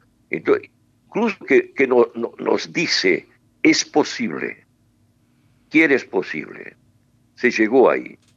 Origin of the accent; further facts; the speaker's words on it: Brazil; Spanish is a second language; bueno, yo digo Brasil porque soy brasileño.